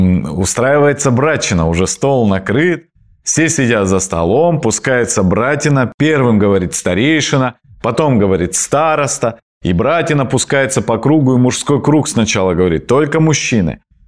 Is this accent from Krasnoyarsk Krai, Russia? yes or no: yes; Krasnoyarsk Krai, Russia; вот я, например, с Таймыра, у нас там в минус 50 мы бегали по перунному пути